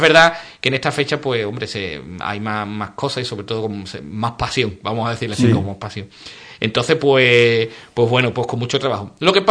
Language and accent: Spanish; Sanlúcar, Andalusia, Spain; intentaré escaparme un rato a algún sitio, a Sanlúcar, a mi pueblo, y también claro, a Sevilla.